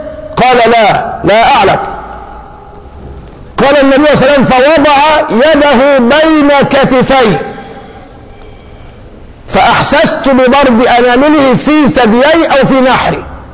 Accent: Egypt; انت عندنا في مصر يوم ما الشمس تشتد ما بتسخنش الفنتاز ولا بتسخنه

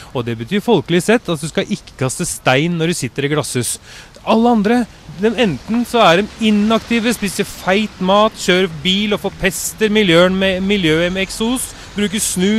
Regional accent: Oslo, Norway; Jeg husker når jeg vokste opp på Østkanten

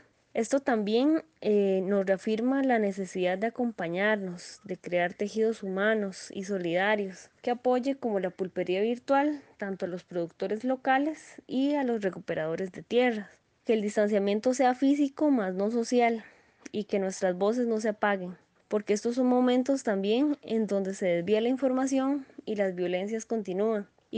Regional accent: Desamparados, San José, Costa Rica; soy de Desamparado, San José, Costa Rica.

